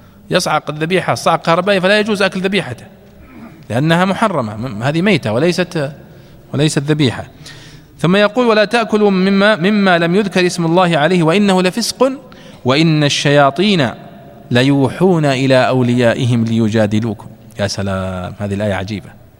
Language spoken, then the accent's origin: Arabic; Saudi Arabia; والأصل مثلا عندنا في السعودية مثلا هنا أنه لا يستورد